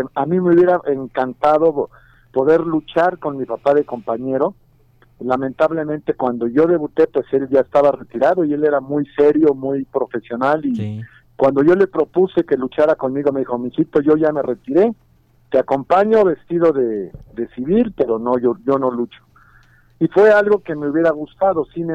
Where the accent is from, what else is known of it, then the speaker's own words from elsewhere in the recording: Mexico; nos debemos de sentir orgullosos como mexicanos